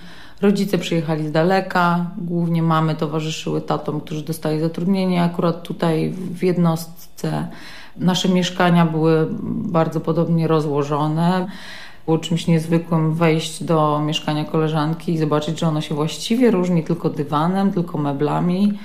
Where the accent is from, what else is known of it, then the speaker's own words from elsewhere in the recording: Wesoła, Masovian Voivodeship, Poland; Ja się wychowywałam w Wesołej pod Warszawą. To miasteczko było przecięte na pół torami kolejowymi, które biegną ze wschodu na zachód.